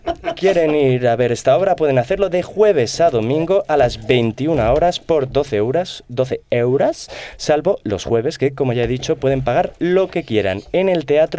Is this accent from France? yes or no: yes; France; Yo soy francés y allí no cazamos osos, somos republicanos